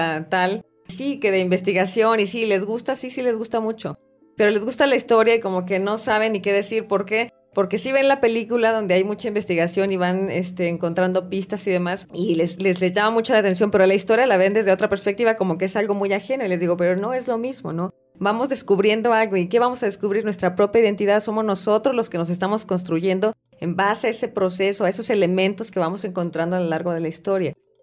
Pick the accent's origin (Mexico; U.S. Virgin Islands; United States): Mexico; Durango; De por qué somos duranguenses o por qué somos de tal forma, ¿no?